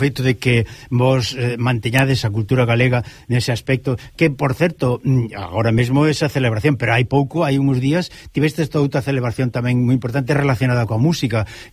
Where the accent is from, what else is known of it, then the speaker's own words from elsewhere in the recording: Galicia, Spain; Como decimos galegos, algo que paga a pena darse conta